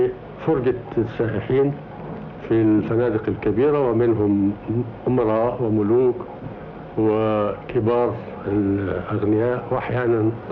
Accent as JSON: {"language": "Arabic", "town": "Aswan", "region": "Aswan Governorate", "country": "Egypt", "tie": "born or raised there", "said": "كان حقيقة حياة عجيبة، لأننا ولدنا ونشأنا في أيام حملة الدراويش، وكانت أسوان مركز هذه الحملة، فكنا نشعر بالخطر في كل ساعة"}